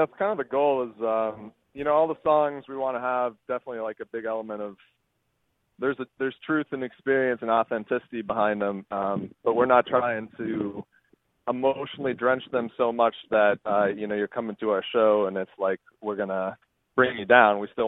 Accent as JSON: {"language": "English", "region": "Minnesota", "country": "United States", "lives_now": "New York, United States", "said": "As far as me personally, I'm from Minnesota. I ended up kind of bouncing around the country for the better part of a year, ended up in New York."}